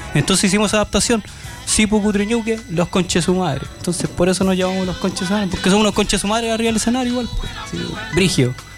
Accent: Cerro Navia, Santiago Metropolitan Region, Chile; venimos de Cerro Navia y la vaya, como acá en todas las poblas

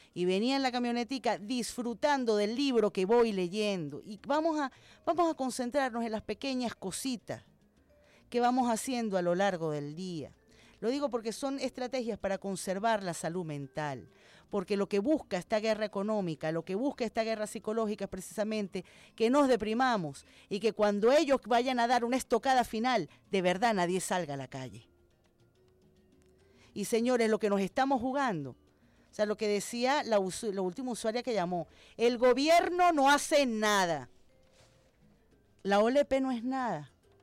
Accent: Caracas, Capital District, Venezuela; entiendo como una venezolana más y como una caraqueña más

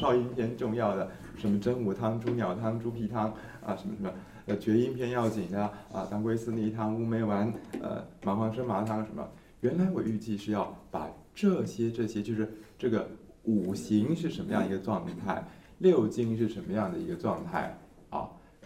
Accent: Guangdong, China; Chinese is a second language; 但是我们广东人读书的时候才讲的话

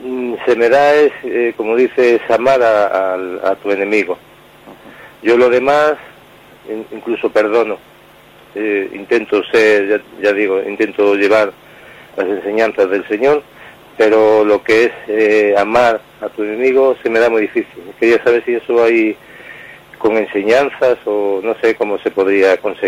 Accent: Vigo, Galicia, Spain

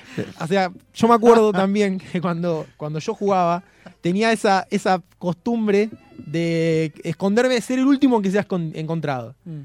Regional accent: Bernal, Buenos Aires Province, Argentina; yo recuerdo siempre cuando de chico, en Bernal me acuerdo más precisamente, jugábamos a la escondida hasta que se hacía de noche

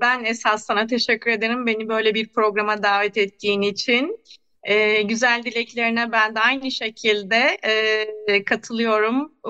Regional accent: Görele, Giresun, Turkey; Giresun Göreleliyim. İlkokulu Görele'de okudum.

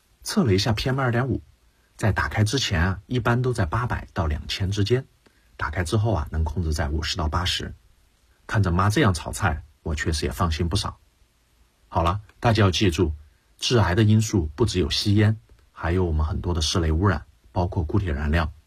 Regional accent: Sichuan, China; 那我家是四川人，川菜是重灾区中的重灾区

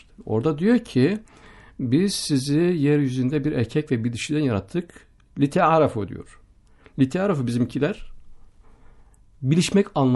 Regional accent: Gaziantep, Turkey; Köyümde Gaziantep'te memleketim.

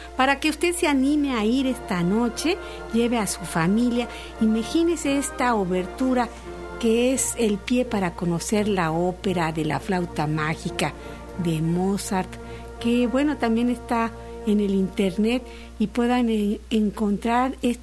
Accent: Guadalajara, Jalisco, Mexico; ya en mi tierra, en la Universidad de Guadalajara

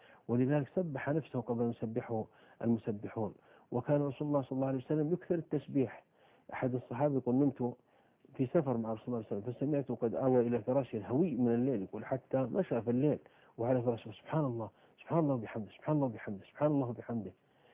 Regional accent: Saudi Arabia; عندنا في السعودية قبل 3 سنوات في البر

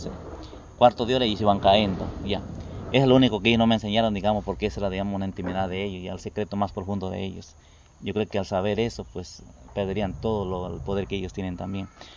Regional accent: Salinas, Santa Elena, Ecuador; also born or lived in El Oro; yo me digo que soy de Salinas, de las Salinas, porque yo llegué a vivir de 7 años ahí. Yo soy de la costa, de la provincia del Oro

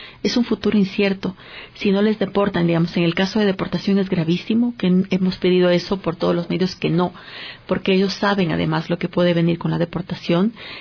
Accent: Ecuador; porque somos ecuatorianos, somos ecuatorianas

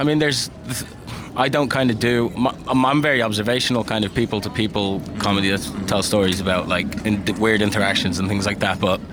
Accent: Ireland; also born or lived in Qatar / United States; because I'm from Qatar, growing up in Ireland, and before that in America.

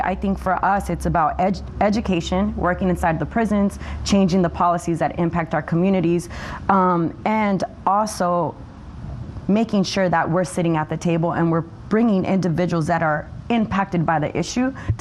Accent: California, United States; I come from Santa Cruz County, where we were number one in the nation for restorative justice.

